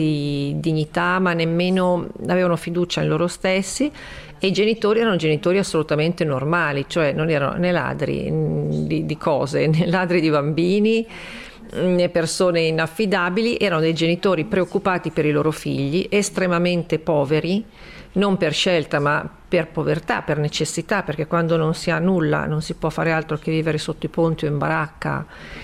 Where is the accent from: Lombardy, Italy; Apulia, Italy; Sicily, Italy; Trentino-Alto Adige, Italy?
Lombardy, Italy; Milan; io che comunque da milanese. Un po' borghesotta in un certo senso